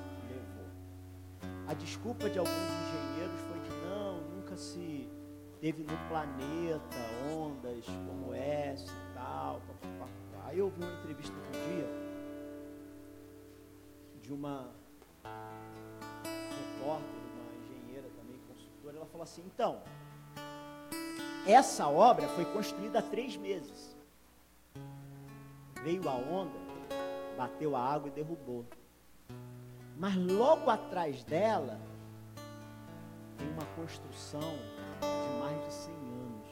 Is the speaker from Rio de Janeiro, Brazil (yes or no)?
yes; Rio de Janeiro, Brazil; Como eu falei, eu sou do Rio, minha família está no Rio.